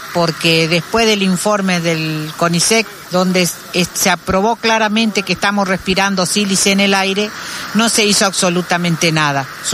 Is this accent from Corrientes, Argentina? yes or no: no; La Matanza, Buenos Aires Province, Argentina; nosotros somos matanceros, somos vecinos de Virrey del Pino y estamos padeciendo la contaminación de una multinacional